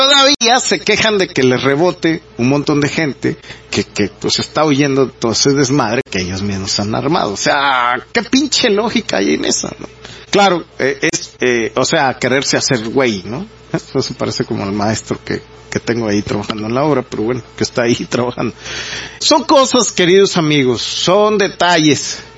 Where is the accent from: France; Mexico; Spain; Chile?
Mexico; toda esta desvinculación que tenemos entre nosotros como sociedad mexicana